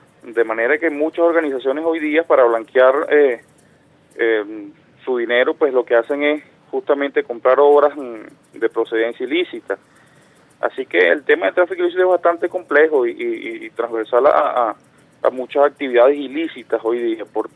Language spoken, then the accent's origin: Spanish; Venezuela